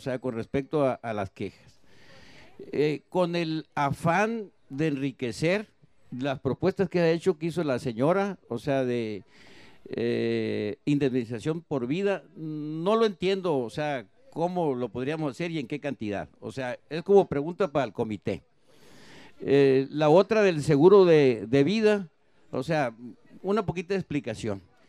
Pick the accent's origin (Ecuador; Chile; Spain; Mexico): Mexico; Ures, Sonora; soy ciudadano de Ures.